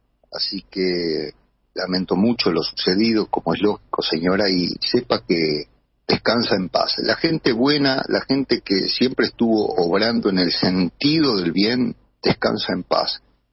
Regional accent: Uruguay; el uruguayo en particular, ustedes saben cómo somos los rioplatenses, herederos de los tanos y vascos y un montón de gente

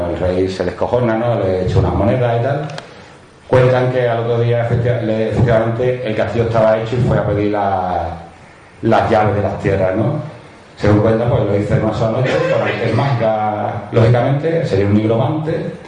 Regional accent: Moncayo, Aragon, Spain; Yo soy de Moncayo, Moncayo está en Zaragoza.

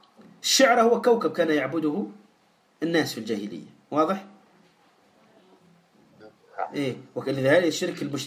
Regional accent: Tunisia; ولهذا لا تستغرب في قصة اللي عندنا في تونس

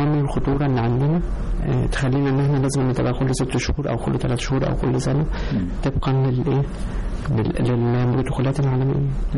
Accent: Egypt; خليني بس أنا بفخر إن أنا طبيب مصري

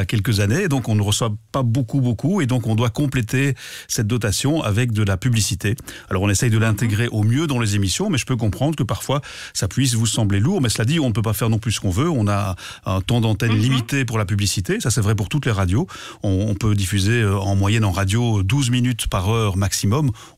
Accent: Wallonia, Belgium; les trois premières radios les plus écoutées chez nous en Belgique francophone

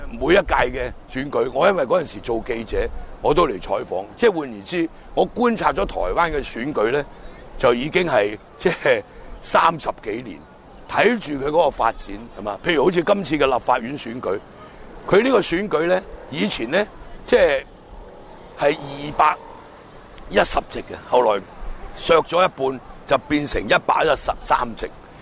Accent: Hong Kong; 我哋香港人關心嗰個角度就好狹隘嘅

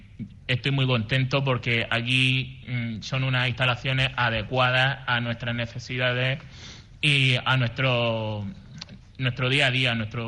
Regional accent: Cartagena, Region of Murcia, Spain; moved away; Yo soy de Cartagena, de Murcia, pero claro, yo conocí este recurso social, pues por desgracia o por suerte, tuve que dejarlo todo donde nací y empezar, digamos, desde cero.

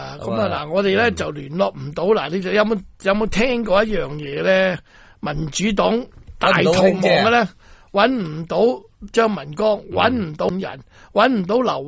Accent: Hong Kong

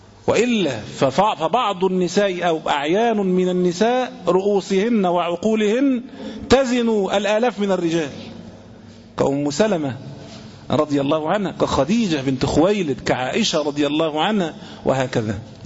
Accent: Egypt; عندنا في العامية، عندنا في مصر هنا

